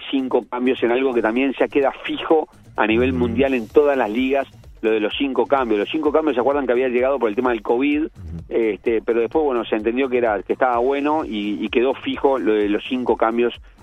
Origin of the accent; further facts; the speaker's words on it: Uruguay; Así que la verdad que como uruguayo todos tenemos que estar muy orgullosos.